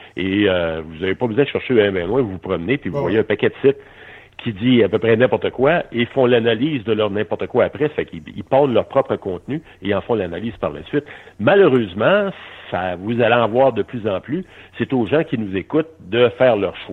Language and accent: French; Quebec City, Quebec, Canada; Puis d'ailleurs, je suis originaire de Québec.